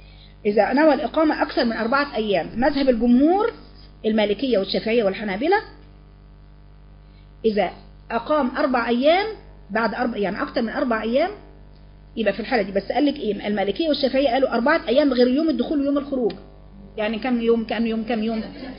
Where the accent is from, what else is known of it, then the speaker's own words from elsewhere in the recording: Alexandria, Alexandria Governorate, Egypt; لكن انا من اسكندريه.